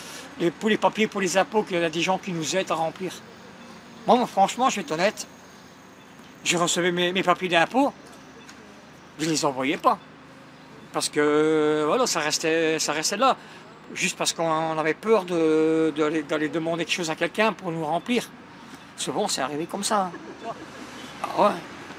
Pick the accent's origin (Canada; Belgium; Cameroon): Belgium; Tubize, Wallonia; born there; j'ai 55 ans et je suis né à Tubize.